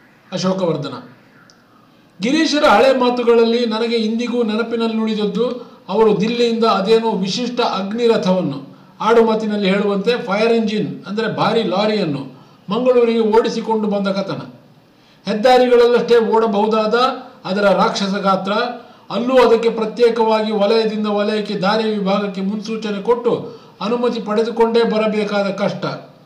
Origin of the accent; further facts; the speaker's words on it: Karnataka, India; ವಿಷಾದದ ಸಂಗತಿ ಎಂದರೆ ನಾವು ಬೆರಳೆಣಿಕೆಯಷ್ಟು ಜನ ಮಾತ್ರ ಕನ್ನಡಿಗರು ಈ ಕ್ಷೇತ್ರದಲ್ಲಿದ್ದೇವೆ.